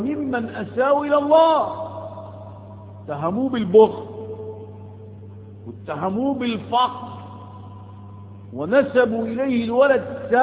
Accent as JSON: {"language": "Arabic", "country": "Egypt", "said": "هو احنا الغزاة؟ ما احنا أولاد مصر المصريين"}